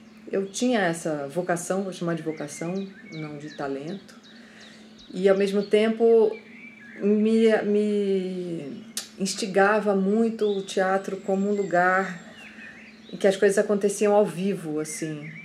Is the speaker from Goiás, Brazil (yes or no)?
no; Rio de Janeiro, Brazil; also born or lived in Minas Gerais; Eu sou uma pessoa que fui criada no Rio de Janeiro, nasci em Minas, fui criada no Rio de Janeiro.